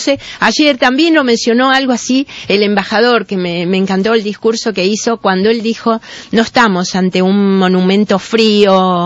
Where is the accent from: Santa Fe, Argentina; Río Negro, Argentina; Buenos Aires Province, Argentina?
Santa Fe, Argentina; Rosario; Yo soy de Rosario, les aclaro, ¿no?